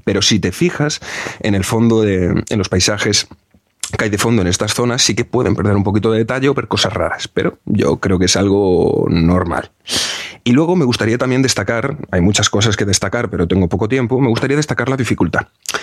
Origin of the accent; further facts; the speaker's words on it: Galicia, Spain; Rafael Azcárraga es de Coruña, es de Galicia, es de mi tierra.